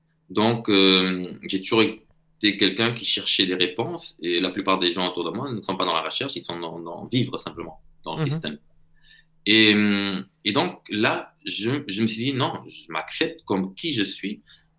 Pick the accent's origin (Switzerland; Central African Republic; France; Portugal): Portugal; parce que je suis portugais, donc j'ai accès à tout ce qui est portugais, j'arrive à lire facilement